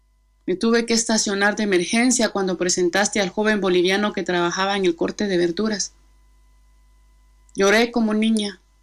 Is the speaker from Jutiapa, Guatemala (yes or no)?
yes; Comapa, Jutiapa, Guatemala; Nací en Guatemala, en el departamento de Jutiapa, en el municipio de Comapa, en el oriente, y crecí en un arrabal vendiendo laos en el mercado.